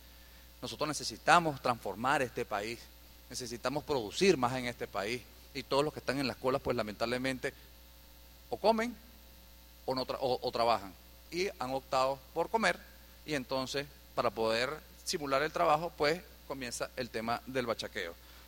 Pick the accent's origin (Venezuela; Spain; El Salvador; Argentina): Venezuela; Las manos como venezolanos. Las manos de que aquí sí se puede producir